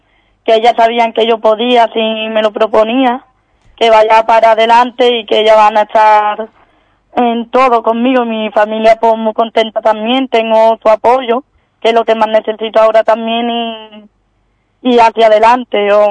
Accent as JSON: {"language": "Spanish", "town": "Ubrique", "region": "Andalusia", "country": "Spain", "tie": "born or raised there", "said": "a Ubrique, porque mi pueblo lo quiero llevar yo arriba como pueda"}